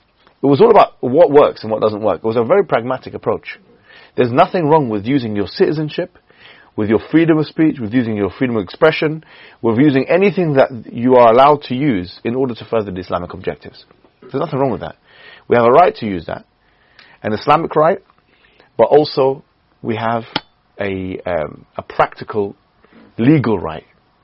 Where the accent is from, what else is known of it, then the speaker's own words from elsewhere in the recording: United Kingdom; We're mostly British citizens here. I think all of us are British citizens.